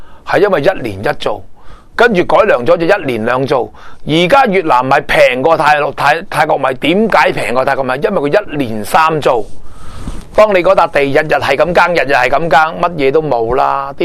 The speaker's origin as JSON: {"language": "Cantonese", "country": "Hong Kong", "said": "是香港人这个身份，我认同香港人的身份"}